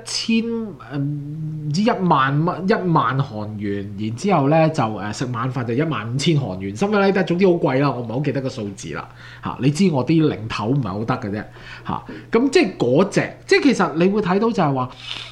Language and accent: Cantonese; Canada; 咁我哋睇我哋國，即係我哋即係加拿大，我哋係加拿大人啦